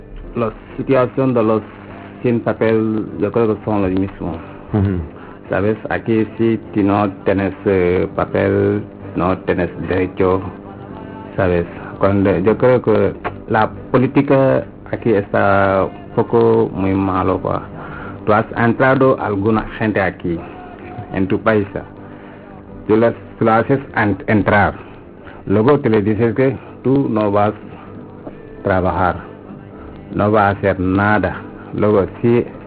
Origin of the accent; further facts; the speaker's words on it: Senegal; Spanish is a second language; now in Spain; Sí, vengo de Senegal.